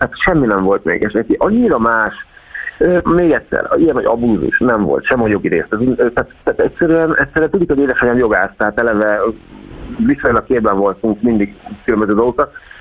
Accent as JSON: {"language": "Hungarian", "town": "Szeged", "region": "Csongrád-Csanád", "country": "Hungary", "said": "Az édesanyám, ugye szegediek vagyunk, ott lakunk a Dom-tér mellett, ez 5 perc gyalog."}